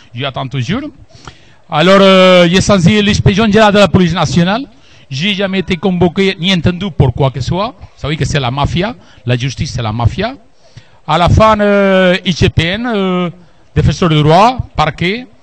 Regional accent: Spain; Je suis espagnol.

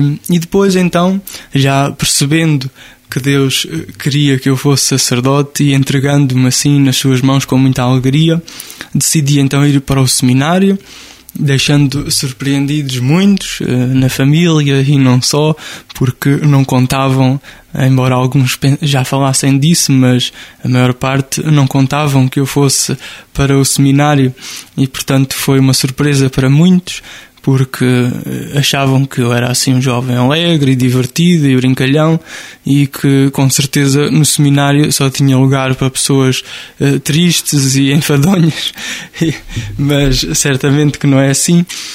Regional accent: Nogueira do Cravo, Portugal; Nogueira do Cravo, na mesma igreja onde fui batizado, onde os meus pais me levaram para ser cristão, onde cresci na fé e na amizade com tantos.

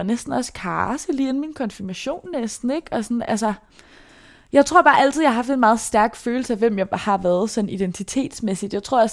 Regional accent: Brøndby, Capital Region of Denmark, Denmark; Jeg er vokset op i Brøndby. Jeg blev født i år 2000.

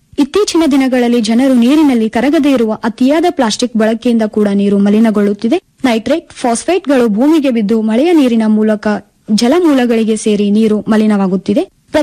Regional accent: Karnataka, India; ನಾನು ಮೂಲತಃ ಕಲಬುರಗಿ ಜಿಲ್ಲೆಯವಳು.

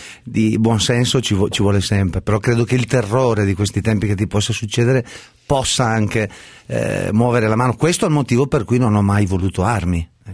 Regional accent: Brescia, Lombardy, Italy; io poi vengo da Brescia, una città dove, ecco, non manca sicuramente la droga

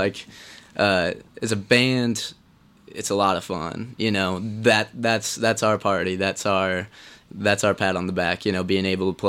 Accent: Indianapolis, Indiana, United States; Indianapolis.

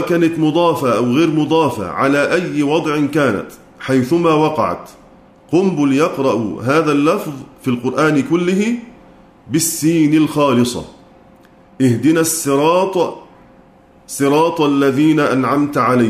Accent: Egypt; وإلا فصوت الظاء العامية كما عندنا في مصر مثلا

